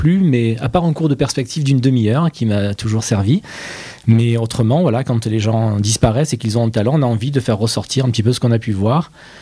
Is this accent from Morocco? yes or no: no; Provence-Alpes-Côte d'Azur, France; comme je suis provençal, je faisais du provençal